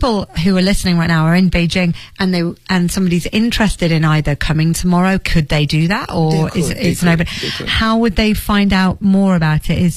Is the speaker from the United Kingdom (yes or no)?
yes; England, United Kingdom; Some people would say, I'm English, or I think Z.